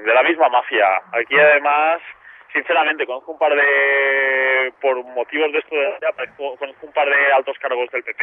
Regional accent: Jávea, Valencian Community, Spain; En mi pueblo, yo soy de Xavia

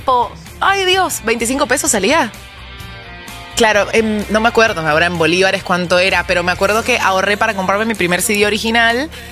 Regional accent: Argentina; Todos somos latinoamericanos en esta casa, todos somos argentinos en esta casa

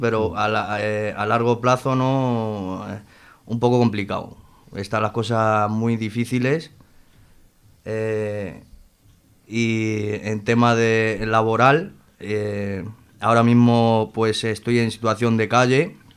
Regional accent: Madrid, Community of Madrid, Spain; now in Zaragoza, Spain; Sí, yo soy madrileño, sí. Nací en Madrid. Y bueno, llevo aquí en Zaragoza desde hace un año.

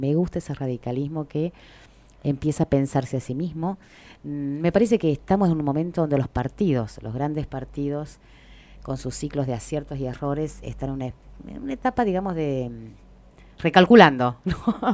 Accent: Buenos Aires, Argentina; yo soy de Capital, de la ciudad de Buenos Aires.

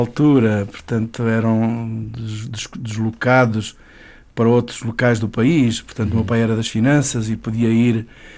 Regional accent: Mourão, Évora, Portugal; born there; Olha, eu nasci no Alentejo, nasci numa vila pequenina, muito bonita, com gente maravilhosa, que é Mourão

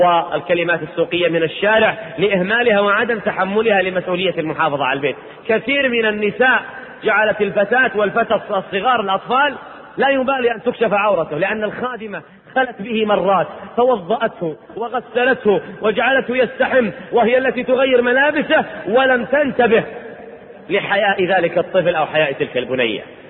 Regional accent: Riyadh, Riyadh Province, Saudi Arabia; أنا أذكر عندنا في الرياض دار تحفيظ قرآن

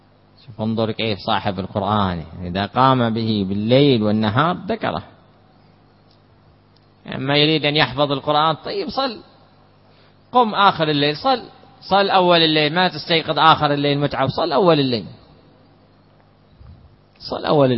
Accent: Hadramaut, Yemen; كما تعرفون مثلا عندنا في حضرموت جلسة الشاهي

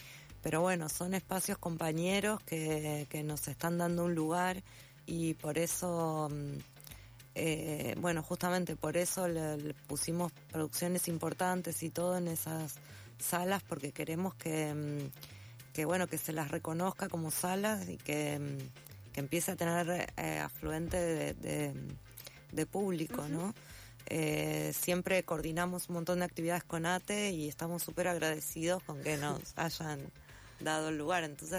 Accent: Santa Fe, Argentina; soy santafesina, paso gran parte del año en Santa Fe

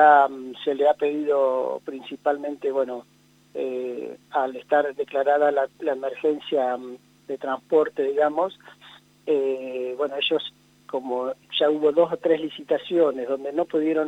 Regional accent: La Pampa, Argentina; salimos de los límites de La Pampa y hay muchas cosas que veo y que creo que muchos de los pampeanos podemos coincidir

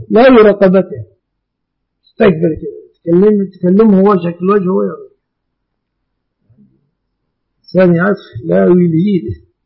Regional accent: Egypt; عندنا في مصر

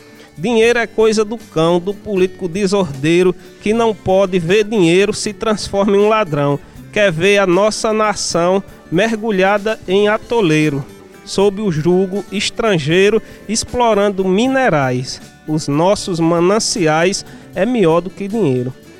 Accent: Crato, Ceará, Brazil; eu sou da cidade do Crato

